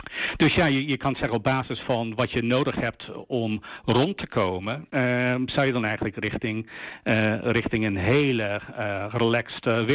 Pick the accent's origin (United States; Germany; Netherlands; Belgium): United States; Ja, ik ben naarmate dat ik heb als Amerikaan toen ik jonger was, dan heb ik denk ik wel 60, misschien 70 uur per week gewerkt.